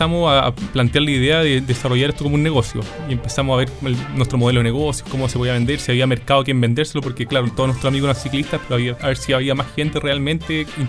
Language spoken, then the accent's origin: Spanish; Santiago, Santiago Metropolitan Region, Chile; now in San Felipe, Chile; Exactamente, yo soy santiaguino